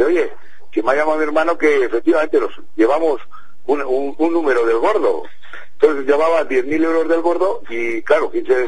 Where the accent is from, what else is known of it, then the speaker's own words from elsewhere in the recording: Spain; Me dio una sorpresa pues enorme, como cualquier español que le pueda tocar.